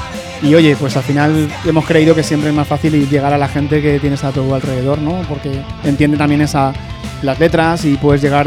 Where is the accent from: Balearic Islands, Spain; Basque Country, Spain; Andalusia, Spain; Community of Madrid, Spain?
Community of Madrid, Spain; Madrid; Somos de Hortaleza